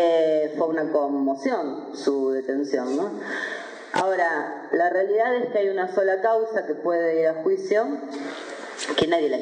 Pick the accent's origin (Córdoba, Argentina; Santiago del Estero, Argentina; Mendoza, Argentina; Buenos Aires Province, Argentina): Buenos Aires Province, Argentina; Mar del Plata; yo no soy platense, pero sí soy marplatense